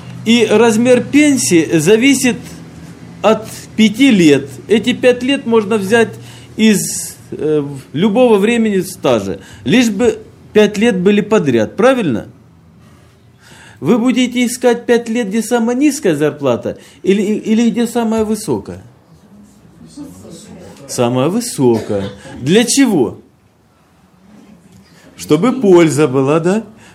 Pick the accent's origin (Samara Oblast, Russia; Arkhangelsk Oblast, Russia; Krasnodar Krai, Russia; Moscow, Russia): Krasnodar Krai, Russia; Apsheronsk; мы приехали к вам из Краснодарского края, это Кавказ, город Апшеронск. Это юг России, где уже очень давно тепло, отцвели сады, и не просто тепло, уже жарко.